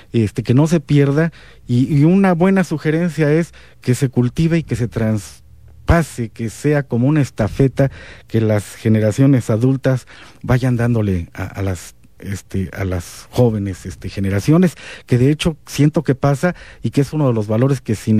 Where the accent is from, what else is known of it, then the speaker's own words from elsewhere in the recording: Comitán, Chiapas, Mexico; Y entonces se te olvida que tu centro, tu ombligo es Comitán, y que lo menos que podríamos hacer es seguir conservando esa idiosincrasia